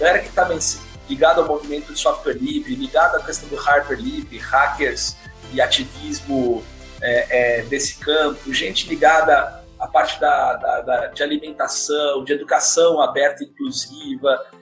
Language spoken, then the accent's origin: Portuguese; Jundiaí, São Paulo, Brazil; now in Santos, Brazil; eu cresci bem perto de Santos, quer dizer, não sou de Santos, né? Eu sou de Jundiaí, mas vinha direto para cá, minha avó morava aqui